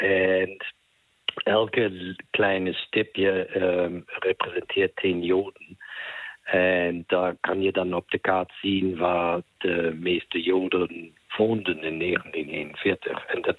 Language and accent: Dutch; Germany; accent: German; Dat is de verantwoording die wij als Duitsers hebben voor wat gebeurde in de oorlog.